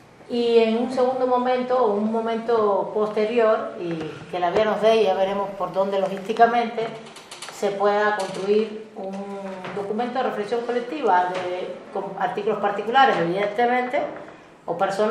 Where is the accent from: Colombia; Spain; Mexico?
Mexico; Mexico City; los que somos de la Chilanga Banda